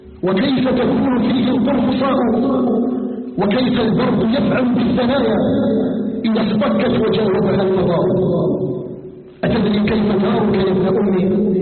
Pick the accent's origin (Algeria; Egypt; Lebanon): Algeria; أن يجعل بلدنا الجزائر آمنا مطمئنا